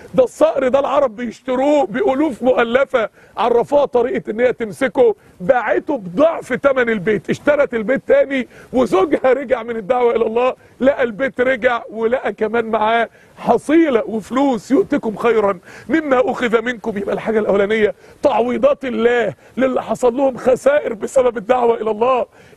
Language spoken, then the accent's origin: Arabic; Mansoura, Dakahlia, Egypt; عندنا في المنصورة واحد كان فتح مقهى كافيه